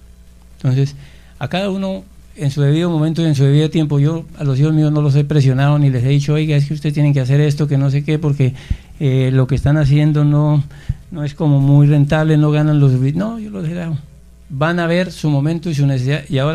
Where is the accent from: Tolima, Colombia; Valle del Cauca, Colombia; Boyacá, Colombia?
Boyacá, Colombia; yo que soy boyacense, que estaba en el rebusque, en el comercio